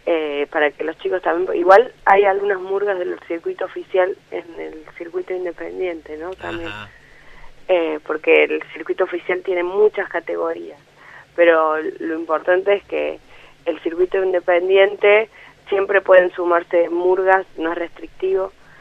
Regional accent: Córdoba, Argentina; now in Buenos Aires, Argentina; también soy de Córdoba

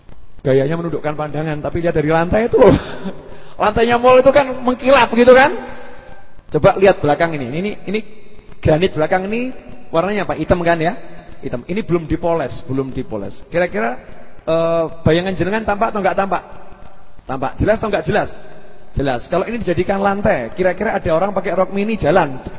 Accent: Solo, Central Java, Indonesia; Oh saya itu orang Solo kan. Kalau ngomong Inggris suka salah-salah.

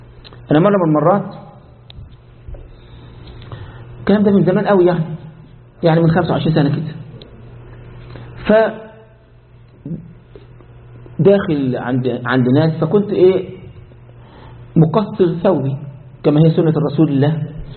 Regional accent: Egypt; زي ما عندنا في مصر كله عند العرب صابون

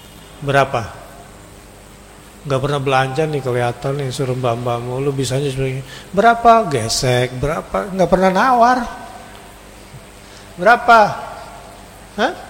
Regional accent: Indonesia; Kita orang Indonesia

